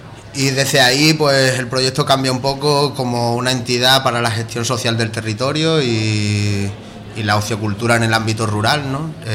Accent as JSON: {"language": "Spanish", "town": "Los Santos de Maimona", "region": "Extremadura", "country": "Spain", "said": "yo vengo de Los Santos de Maimona, de la periferia extremeña, pues de la periferia de la periferia."}